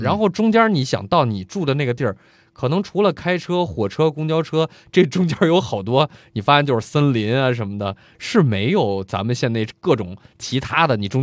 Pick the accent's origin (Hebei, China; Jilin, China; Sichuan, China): Hebei, China; Zhangjiakou; 或者说现在我觉得我的家乡张家口，也是也有这种，当然没有每天回的，但是每周回的我见那是